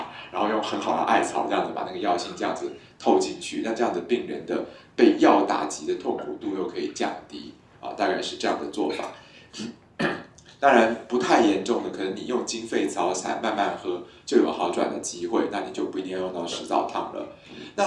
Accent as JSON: {"language": "Chinese", "country": "Taiwan", "said": "水鸡，哎，请问我们台湾人说田鸡"}